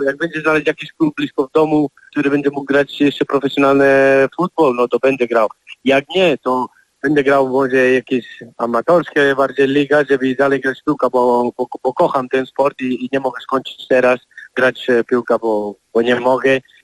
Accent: Spain; Polish is a second language; now in Poland; ja jako Hiszpan kocha Polska. Ja będę kibicował Hiszpania

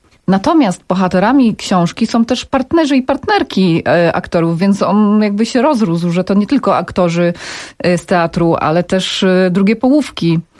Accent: Rydułtowy, Silesian Voivodeship, Poland; ja jestem sama z małego miasteczka, z Rydułtów na Górnym Śląsku

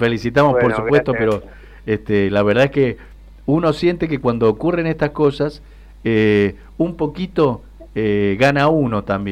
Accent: Mendoza, Argentina; nos da mucho orgullo como mendocinos, mendocinas, mendocines

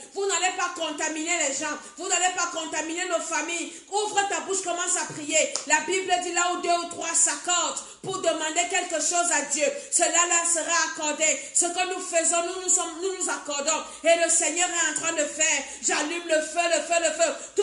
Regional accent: Cameroon; now in France; Moi, je suis en France. Je suis en train de prier pour la France. Je prie pour le Cameroun, mon pays d'origine.

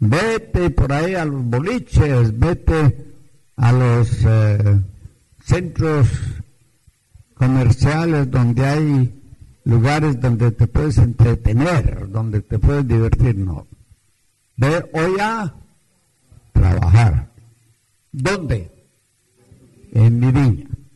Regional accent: Antioquia, Colombia; Yo me crié en Antioquia, en la República de Colombia, donde es la hermana, y los montañeros, maiceros, los paisas, en aquel tiempo tenían fama de tener 12, 15 hijos.

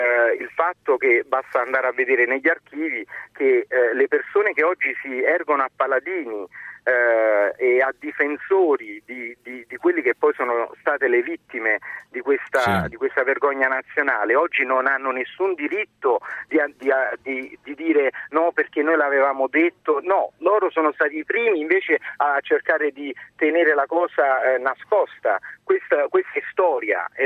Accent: Naples, Campania, Italy; dato che io sono di Napoli

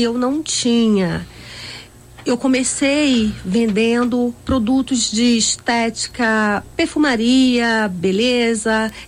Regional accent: Bahia, Brazil; now in Rio de Janeiro, Brazil; Mas eu não sou do Alemão, eu sou da Bahia.

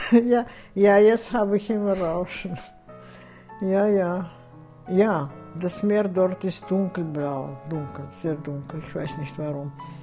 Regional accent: Baku, Azerbaijan; moved away; dann das Haus, wo ich geboren bin. Baku ist eine sehr schöne Stadt.

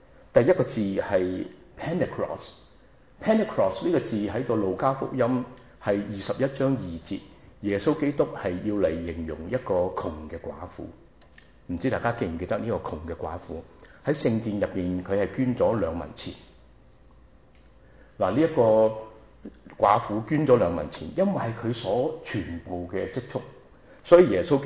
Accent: China; 但是虚心来讲，对我们中国人都是要小心

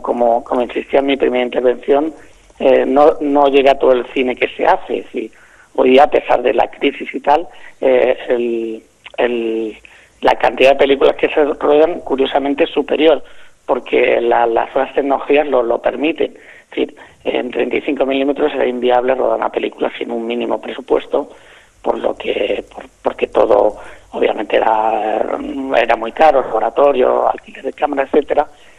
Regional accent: Sitges, Catalonia, Spain; Yo soy de Sitges, yo soy nacido en Sitges, criado en Sitges.

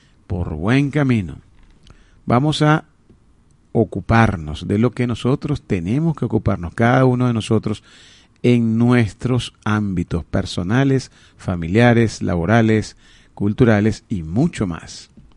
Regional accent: Venezuela; de todo aquello que nos atañe como venezolanos, nuestra identidad, nuestro gentilicio, nuestra forma de ser

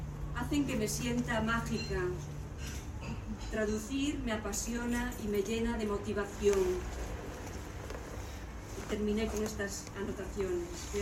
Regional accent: Galicia, Spain; porque vengo de un río, vengo de mi tierra, Galicia, y vengo a otra tierra en la que me siento un poco extraña porque yo no conozco mucho Madrid.

